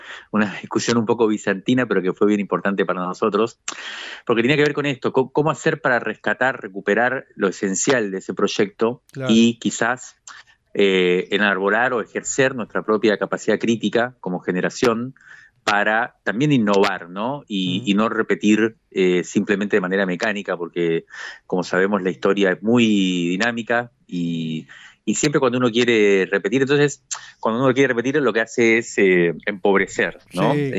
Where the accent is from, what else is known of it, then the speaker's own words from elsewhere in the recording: Cuba; moved away as an adult; now in Argentina; Yo me crié en Cuba durante 18 años y después volví a la Argentina en la década del 90.